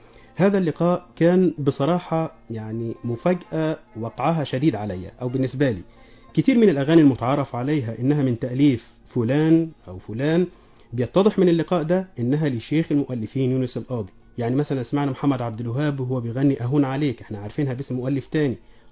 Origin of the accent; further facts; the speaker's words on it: Egypt; اتنقلت على شرايط إذاعة عندنا في مصر هنا